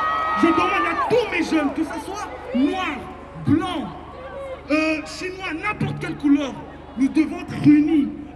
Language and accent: French; Belgium; Moi, je suis un jeune noir de quartier. On a grandi ici en Belgique avec beaucoup de nos frères.